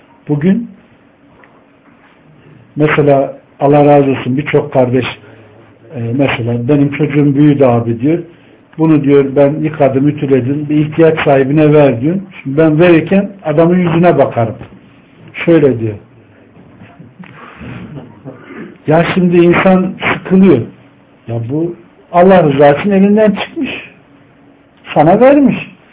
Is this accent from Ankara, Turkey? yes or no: yes; Ankara, Turkey; ben ortaokula kadar elektriksiz bir ortamda oturdum. Ankara gibi bir yerde. Doğma büyüme buradayım.